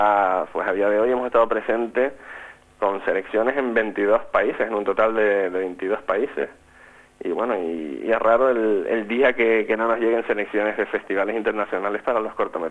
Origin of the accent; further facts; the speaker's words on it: Canary Islands, Spain; now in Gran Canaria, Spain; yo vivo en Gran Canaria, los cuatro somos de Tenerife.